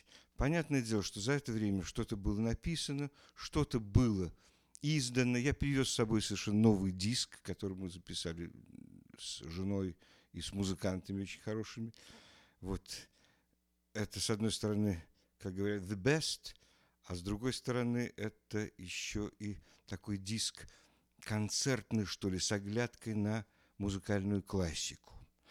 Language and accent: Russian; Kyiv, Ukraine; Я киевлянин, вы понимаете.